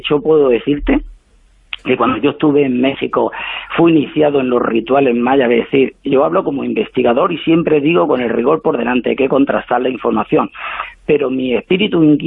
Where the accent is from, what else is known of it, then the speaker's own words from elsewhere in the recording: Spain; Sí, yo soy blanquito, español, europeo como todos vosotros